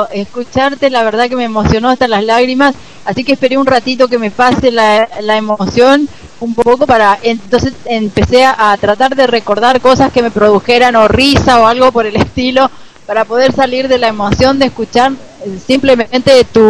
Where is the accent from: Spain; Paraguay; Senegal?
Paraguay; Como paraguayo en otro país